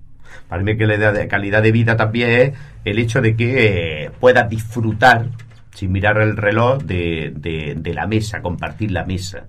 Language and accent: Spanish; Spain; Yo cuando vine de España venía como a mil.